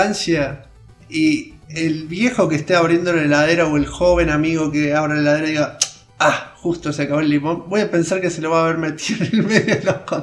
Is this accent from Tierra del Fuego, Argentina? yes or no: no; Córdoba, Argentina; hola, yo soy de Córdoba y él es de Nueva York.